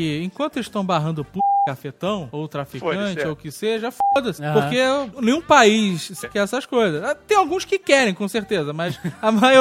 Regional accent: Spain; Portuguese is a second language; Que eu acredito, e olha que eu sou espanhol.

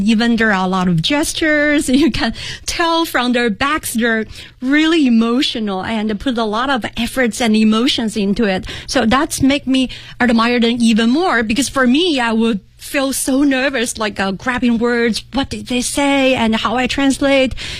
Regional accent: China; English is a second language; now in Beijing, China; And after one summer vacation, when I came back from my hometown to Beijing, I couldn't find the entrance of my university.

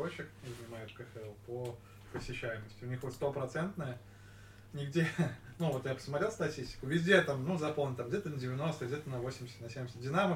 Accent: Belarus; мы вот как белорусы

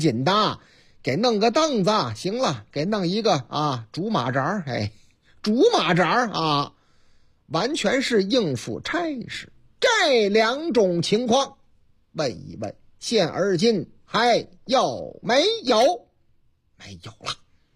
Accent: Zhengzhou, Henan, China; 在我老家河南郑州一个立交桥底下

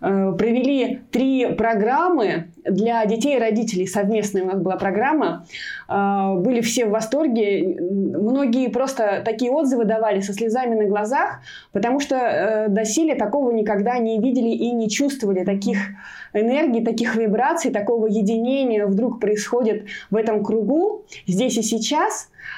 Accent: Maloyaroslavets, Kaluga Oblast, Russia; хороводы пришли в мой родной город, я из города Малоярославца, это Калужская область

